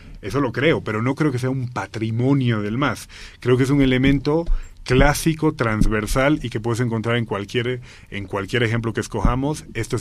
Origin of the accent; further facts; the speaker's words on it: La Paz, Bolivia; yo, siendo paceño, yo ahora mismo no sabría decirte qué es lo popular en Santa Cruz